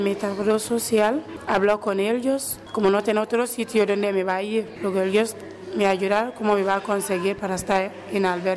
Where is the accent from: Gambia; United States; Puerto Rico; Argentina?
Gambia; Spanish is a second language; now in Spain; De Gambia.